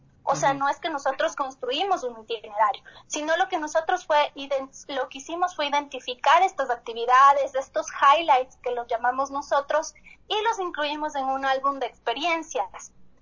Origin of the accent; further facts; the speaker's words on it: Quito, Pichincha, Ecuador; nosotros como quiteños